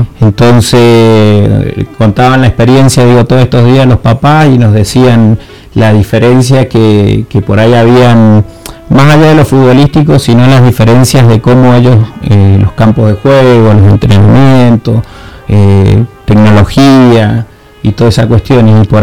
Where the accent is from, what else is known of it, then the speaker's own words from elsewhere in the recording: Argentina; de que podamos nosotros como argentinos, como club y bueno, y como sociedad